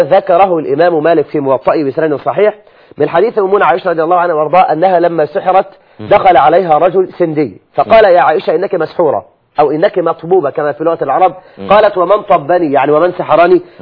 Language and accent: Arabic; Egypt; عندنا في مصر هذا ليس من اليسير.